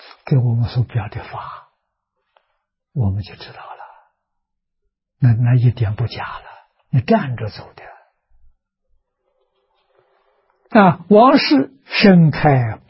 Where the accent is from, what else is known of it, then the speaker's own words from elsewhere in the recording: Shucheng, Anhui, China; 也就是在我的老家啊，安徽舒城。距离我出生的地方很近啊